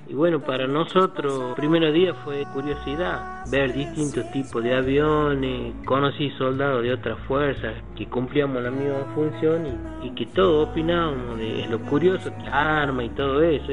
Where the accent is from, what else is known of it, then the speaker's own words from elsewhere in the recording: La Rioja, Argentina; tengo la edad de 50 años, soy de La Rioja